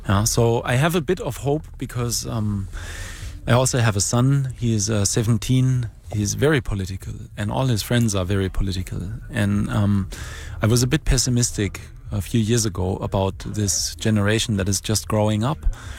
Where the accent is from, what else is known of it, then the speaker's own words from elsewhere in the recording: Germany; Well, luckily there I come from Germany, and I can at least say that the German computer community is very socially and politically aware.